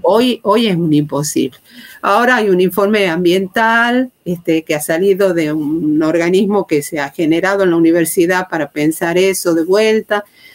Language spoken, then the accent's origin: Spanish; Tucumán, Argentina; La primera que te puedo decir es como tucumana, le pongamos así.